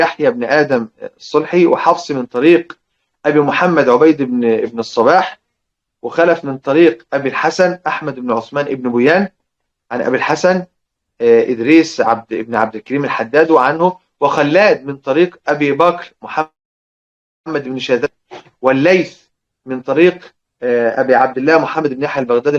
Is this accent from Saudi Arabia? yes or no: no; Egypt; وعلى فكره عندنا في مصر بقايا كلمات للازرق لورش موجوده عندنا في مصر